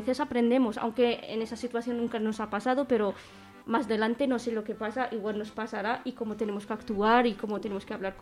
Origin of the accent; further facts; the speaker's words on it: Morocco; soy de Marruecos